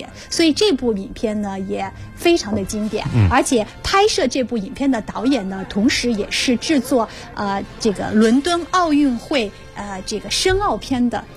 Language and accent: Chinese; China; 那么展现了我们中国人对世界的看法哈。